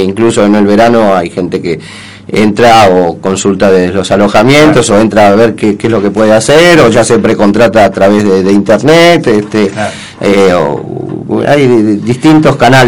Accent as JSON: {"language": "Spanish", "region": "Buenos Aires", "country": "Argentina", "said": "yo soy de Buenos Aires, de la capital, soy porteño, aunque ahora me siento gran parte de Bolsonaro"}